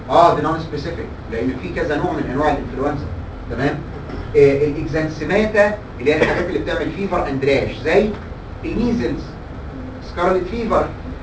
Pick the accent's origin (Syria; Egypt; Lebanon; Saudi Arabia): Egypt; ودي مشكلتنا عندنا في مصر